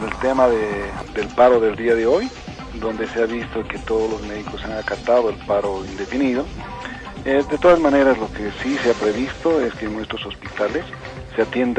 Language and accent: Spanish; Bolivia; tener todos los beneficios como bolivianos que somos, porque tampoco somos de otra tierra nosotros